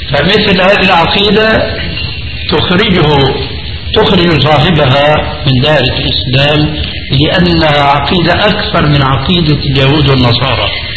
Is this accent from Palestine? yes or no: no; Syria; تلقفها بعض العامة عندنا في سوريا